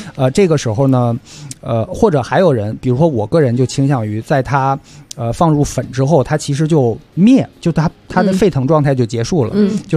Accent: China; 因为我们中国人都知道铝的东西啊，用久了好像对身体不太好

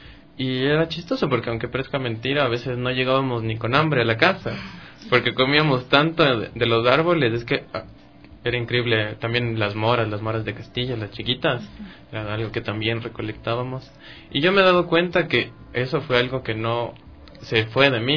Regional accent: Tumbaco, Pichincha, Ecuador; yo crecí en el Valle de Tumbaco.

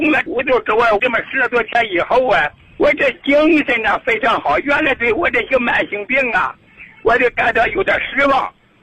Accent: Chengdu, Sichuan, China; 我是成都的青药区人。

